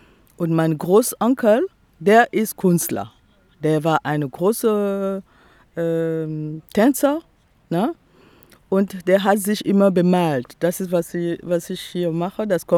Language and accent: German; Republic of the Congo; now in Essen, Germany; Ich komme aus dem Kongo-Brazzaville. Und ich war Studentin in der DDR, also ich habe auch DDR kennengelernt.